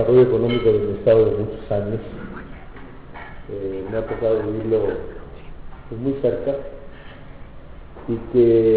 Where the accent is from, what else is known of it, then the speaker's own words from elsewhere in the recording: Aguascalientes, Mexico; una variable que no es muy común en mi pueblo, en Aguascalientes